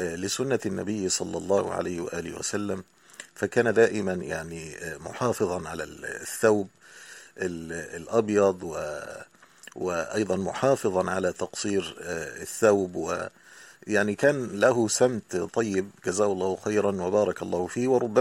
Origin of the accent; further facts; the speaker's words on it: Egypt; المدارس الأهلية تسمى عندنا في مصر المدارس الخاصة